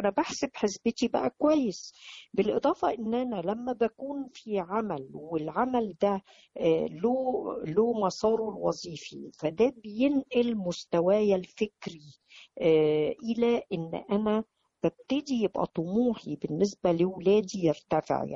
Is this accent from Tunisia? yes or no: no; Egypt; هذا القانون اللي موجود عندنا في مصر